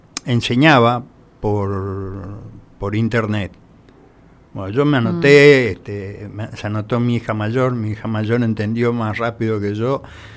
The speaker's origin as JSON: {"language": "Spanish", "region": "Misiones", "country": "Argentina", "said": "me dijeron, ¿vos sos paraguayo? No, decía, soy misionero."}